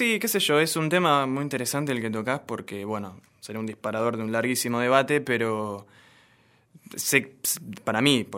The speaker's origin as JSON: {"language": "Spanish", "town": "Barracas", "region": "Buenos Aires Province", "country": "Argentina", "said": "no solo soy de Barracas, sino que soy hincha de Barracas Central"}